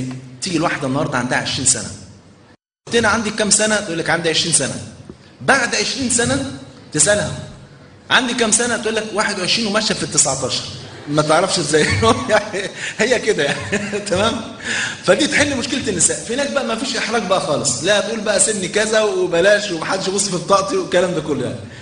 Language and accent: Arabic; Egypt; ده عندنا في مصر